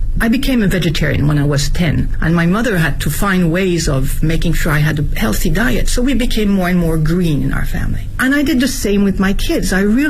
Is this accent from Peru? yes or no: no; Nouvelle-Aquitaine, France; also born or lived in Paris; My mother was French. My dad is American. I was born in Paris and raised in the southwest of France, near Bordeaux.